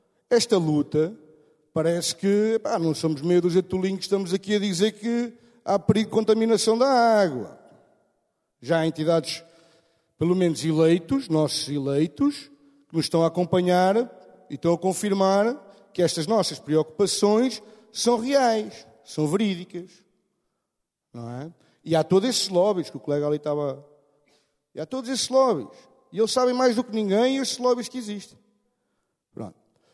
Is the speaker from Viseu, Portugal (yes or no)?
no; Pombal, Leiria, Portugal; eu sou de Pombal e resido em Pombal. Nasci lá e continuo a residir lá atualmente.